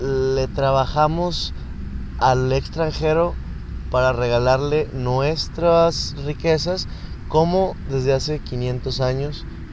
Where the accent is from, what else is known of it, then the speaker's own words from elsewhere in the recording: Nuevo León, Mexico; nuestra genética viene de esta tierra, por lo cual somos mexicanos. Somos Nuevo Leoneses